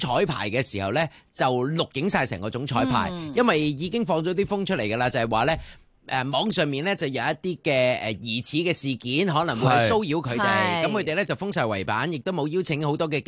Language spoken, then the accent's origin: Cantonese; Hong Kong; 作为香港人啊